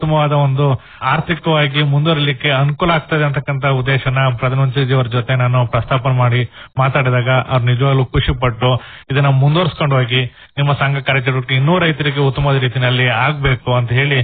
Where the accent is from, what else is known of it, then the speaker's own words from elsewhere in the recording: Alur, Karnataka, India; ಮೂಲತಃ ನಂದು ಭೈರಪ್ಪರ, ಆಲೂರು ತಾಲೂಕು. ನಾವು ಅಲ್ಲಿಂದ ನಾನು ಸಕಲೇಶ್ಪುರ ತಾಲೂಕಲ್ಲಿ ವಂಗಳ ಕೋಪರೇಟಿವ್ ಸೊಸೈಟಿನಲ್ಲಿದ್ದೆ, ಅಲ್ಲಿಂದ ಸಕಲೇಶ್ಪುರ ತಾಲೂಕಲ್ಲಿ ಹೊಸೂರಲ್ಲಿದ್ದೆ.